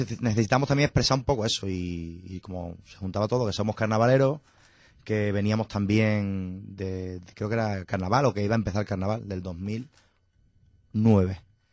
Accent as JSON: {"language": "Spanish", "town": "Zafra", "region": "Extremadura", "country": "Spain", "said": "ninguno somos de Badajoz. Uh-huh. Miguel es de Cádiz, de Conil de la Frontera, Jorge es cacereño y yo soy de Zafra. Y por la vida, pues terminamos todos en Badajoz"}